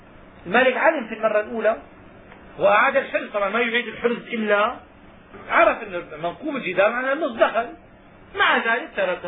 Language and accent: Arabic; Syria; حينما كنا صغارا عندنا في الشام كنا نسمع أن اللص يدخل فيسرق النحاس